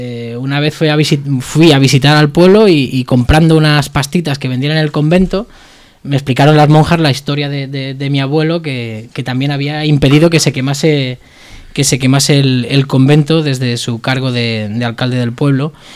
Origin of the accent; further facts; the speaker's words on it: Cornellà, Catalonia, Spain; yo que soy del barrio de Gabarra, de Cornellá, siempre quise montar una tienda